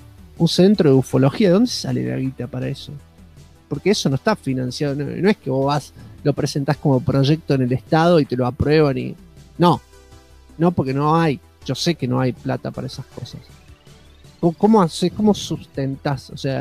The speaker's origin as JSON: {"language": "Spanish", "town": "Quilmes", "region": "Buenos Aires Province", "country": "Argentina", "said": "en Quilmes, de donde soy, abrieron un centro de ufología que funcionó casi 15 años."}